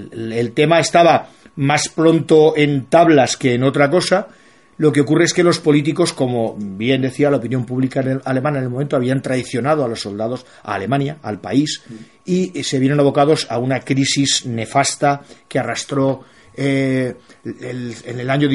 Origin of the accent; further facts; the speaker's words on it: Spain; como español siempre hemos luchado contra él